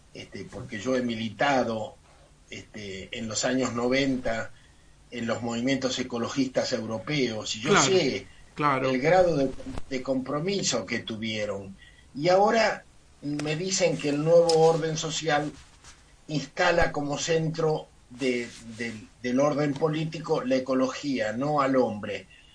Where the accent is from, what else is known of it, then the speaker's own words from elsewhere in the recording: Argentina; y como argentinos nos dimos un gran gusto, ¿no?